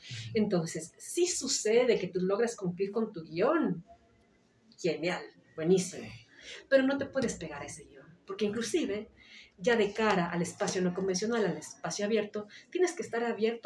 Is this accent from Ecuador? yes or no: yes; Ecuador; vivimos en un contexto como ecuatorianos en el que no podemos estar ciegos a lo que sucede